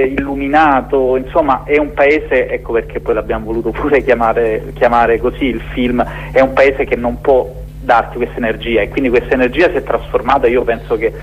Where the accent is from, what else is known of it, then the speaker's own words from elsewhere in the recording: Apulia, Italy; Io invece, da pugliese